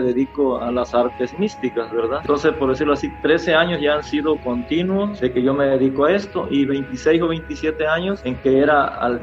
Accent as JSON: {"language": "Spanish", "town": "Catemaco", "region": "Veracruz", "country": "Mexico", "said": "donde yo andaba fuera de aquí, la gente decía, ¿de dónde eres? No, pues de Catemaco."}